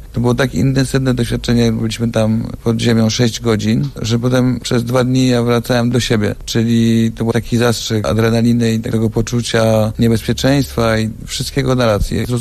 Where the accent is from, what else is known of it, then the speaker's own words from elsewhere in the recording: Cieszyn, Silesian Voivodeship, Poland; born there; W ogóle urodziłem się w Cieszynie. Może nie jest ten region kopalni, ale to jest Śląsk Cieszyński.